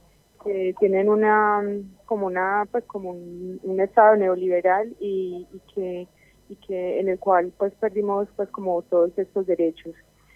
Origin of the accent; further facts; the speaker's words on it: Colombia; Básicamente nació por una compañera chilena y yo que soy pues, de Colombia